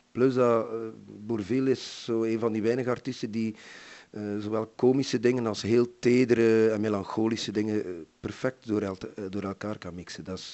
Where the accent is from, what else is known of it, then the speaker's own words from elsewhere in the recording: Brussels, Belgium; first language fr; Dutch is a second language; also born or lived in West Flanders; voor mij is Frans mijn eerste taal. Ik kom uit een Franstalig gezin uit Brussel door omstandigheden zijn we in West-Vlaanderen gaan wonen.